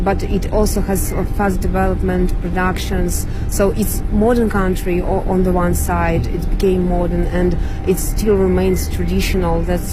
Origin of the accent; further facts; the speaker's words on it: Belarus; English is a second language; now in China; I'm the journalist from Belarus.